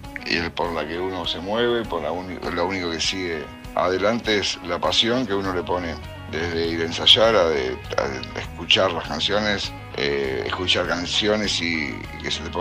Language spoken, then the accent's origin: Spanish; San Nicolás, Buenos Aires Province, Argentina; Yo soy de acá, de San Nicolás, de la zona muy cerca de Rosario.